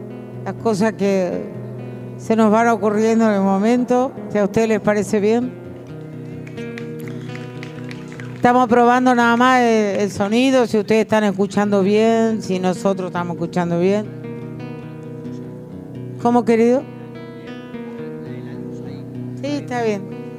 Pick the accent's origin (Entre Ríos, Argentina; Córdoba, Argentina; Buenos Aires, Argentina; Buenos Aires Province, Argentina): Entre Ríos, Argentina; a quien yo conocí de niña, ya que vivía muy cerca de mi pueblo entrerriano